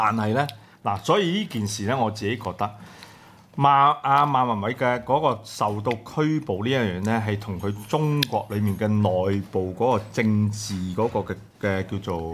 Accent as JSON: {"language": "Cantonese", "country": "Hong Kong", "said": "我覺得嗱，我哋係香港人。"}